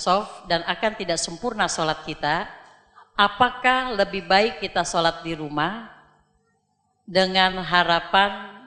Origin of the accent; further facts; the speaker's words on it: Jakarta, Indonesia; Terima kasih, kami dari Jakarta, Buya. Dengan 4 bis kami berangkat kemari.